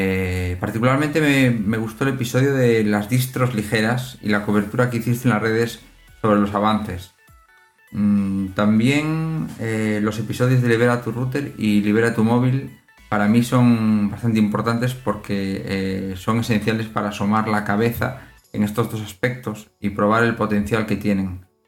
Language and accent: Spanish; Galicia, Spain; now in Jerez de la Frontera, Spain; Aunque soy gallego, ahora mismo salgo desde Jerez de la Frontera, en el sur de España.